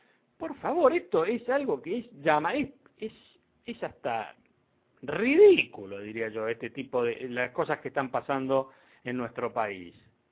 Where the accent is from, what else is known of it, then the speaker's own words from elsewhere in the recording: Argentina; Todos somos argentinos, ¿eh?